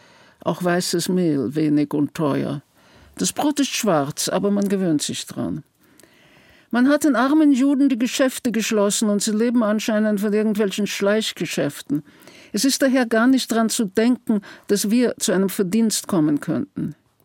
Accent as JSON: {"language": "German", "region": "Vienna", "country": "Austria", "tie": "born there", "said": "ich bin in Wien geboren"}